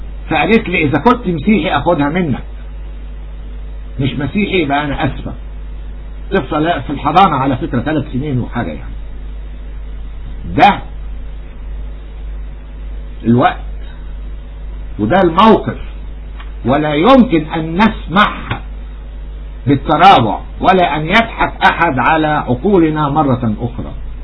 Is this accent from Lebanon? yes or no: no; Egypt; نحن نفرض شروطنا كمصريين كأولاد أرض.